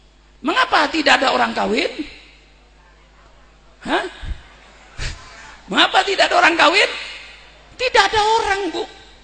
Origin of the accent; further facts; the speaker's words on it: Java, Indonesia; Saya ini orang Jawa Kiai